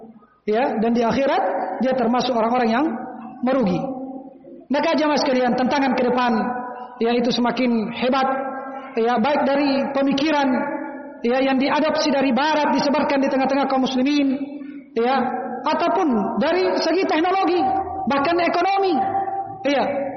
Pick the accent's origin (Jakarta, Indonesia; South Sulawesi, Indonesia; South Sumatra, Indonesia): South Sulawesi, Indonesia; Kajang; Dan ini banyak di kampung saya di Kajang, banyak orang menafsirkan pakai bahasa Konjo.